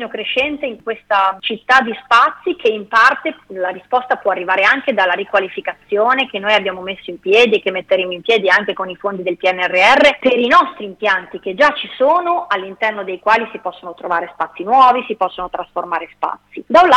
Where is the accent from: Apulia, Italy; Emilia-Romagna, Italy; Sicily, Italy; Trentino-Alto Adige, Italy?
Emilia-Romagna, Italy; Bologna; io sono di San Donato San Vitale, è il quartiere dove sono nata e dove vivo